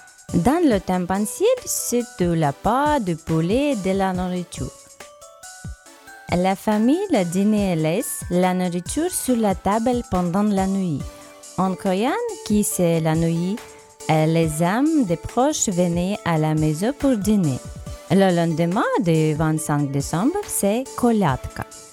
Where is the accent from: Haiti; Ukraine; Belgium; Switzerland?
Ukraine; Monastyrych, Ternopil Oblast; born there; French is a second language; je suis ukrainienne, je suis depuis France en Inde. Je veux vous parler des traditions de Noël en Ukraine. Je suis née dans la petite ville de Monastyrych. Nous sommes au centre de l'Ukraine.